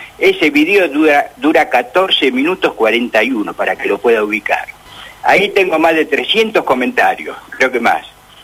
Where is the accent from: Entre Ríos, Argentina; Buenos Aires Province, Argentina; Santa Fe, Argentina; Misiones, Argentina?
Buenos Aires Province, Argentina; Munro; Soy acá de Munro, no tengo nada que ver con el de intrusos.